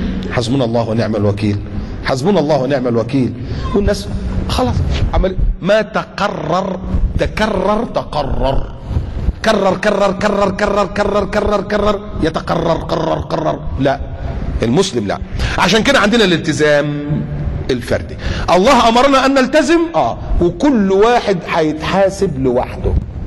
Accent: Egypt; الزلزال اللي كان حصل عندنا في مصر في التسعينات

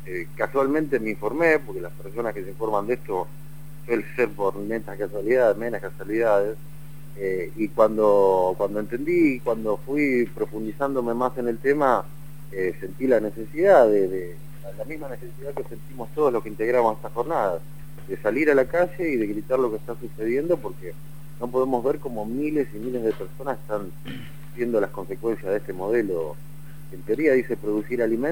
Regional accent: Argentina; somos todos los argentinos los que nos estamos alimentando a base de transgénicos

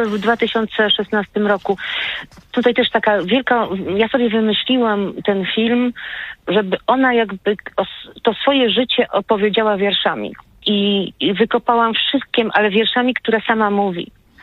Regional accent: Zamość, Lublin Voivodeship, Poland; born there; A ja się urodziłam w Zamościu, więc normalnie na studia powinnam trafić do Lublina.

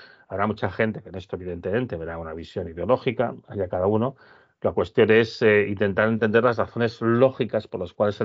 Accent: León, Castile and León, Spain; Yo digo muchas veces porque soy de León.

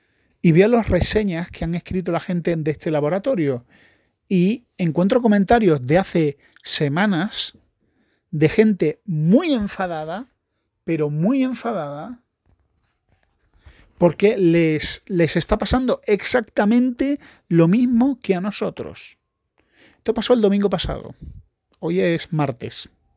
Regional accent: Spain; Porque soy español.

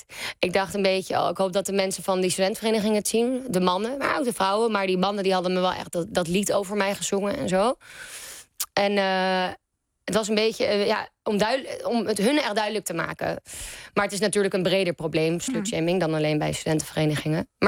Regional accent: Amsterdam, North Holland, Netherlands; want ik kom uit Amsterdam, waar ik dus nu weer woon.

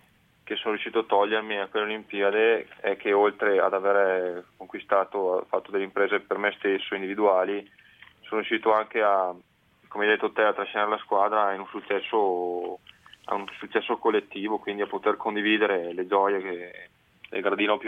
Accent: Roana, Veneto, Italy; un bellissimo impianto da ghiaccio a Roana, mio paese, che è stato fatto anche grazie ai miei risultati

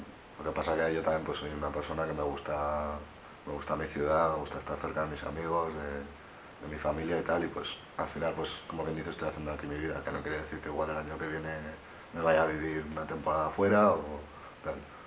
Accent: Pamplona, Navarre, Spain; somos, la mayoría somos de aquí de Pamplona

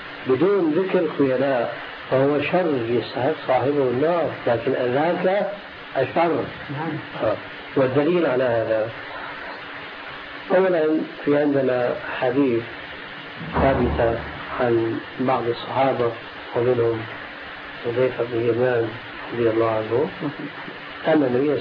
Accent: Syria; عندنا في سوريا

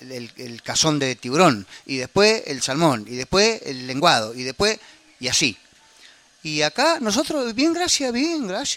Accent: Puerto Madryn, Chubut, Argentina; ¿Sabe que yo soy nativo de Madryn?

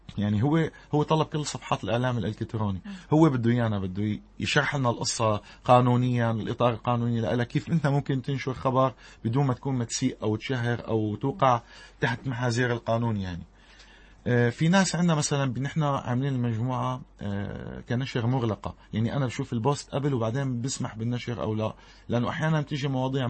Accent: Syria; ونحن كسوريين عانينا كثير بهالحرب الظالمة هيدي

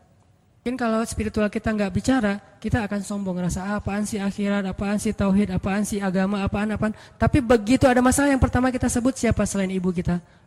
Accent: Aceh, Indonesia; Dan keluarga saya juga ada yang kejadian pas tsunami dulu di Aceh, kan saya dari Aceh.

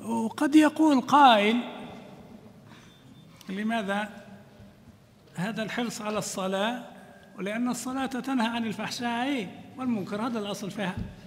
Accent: Libya; ما كانتش هذه عندنا في ليبيا

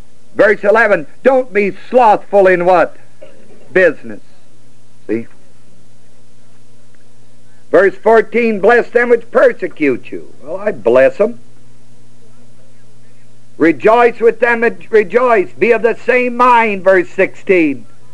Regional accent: United States; I'm still an American.

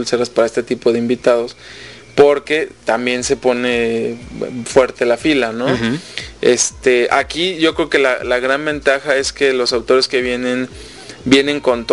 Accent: Mexico; Aquí el problema en México es que, como buenos mexicanos, nos ha costado mucho trabajo

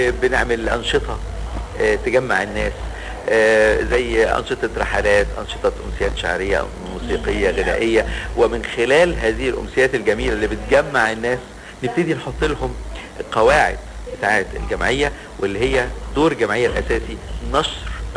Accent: Alexandria, Alexandria Governorate, Egypt; حتى لما نروح القاهرة نقول لهم اصل احنا اسكندرانية، اصل احنا بنحب اسكندرية وبنعشقها

